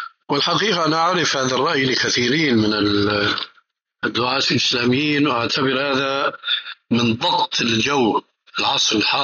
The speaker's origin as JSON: {"language": "Arabic", "country": "Syria", "said": "كما يقولون عندنا بالشام خليط مليط"}